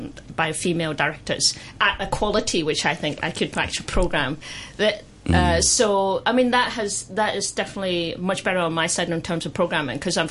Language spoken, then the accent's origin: English; Scotland, United Kingdom; now in Hong Kong; I personally, you know, I grew up in Scotland, so I've been in Hong Kong for 12 years